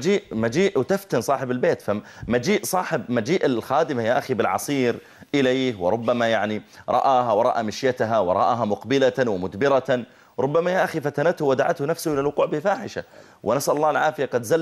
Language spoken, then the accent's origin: Arabic; Saudi Arabia; هذا سمي عندنا في السعودية مسيار